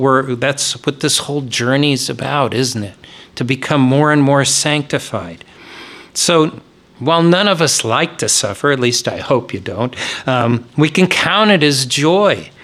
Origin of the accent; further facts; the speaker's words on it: United States; Now, one of the huge blessings of being an American is that we have the privilege of freedom of religion.